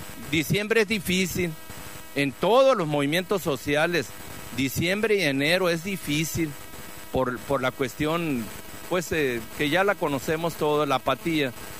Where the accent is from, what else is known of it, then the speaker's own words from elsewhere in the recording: Cananea, Sonora, Mexico; Aparte soy de Cananea, conozco toda la contaminación que hay en Cananea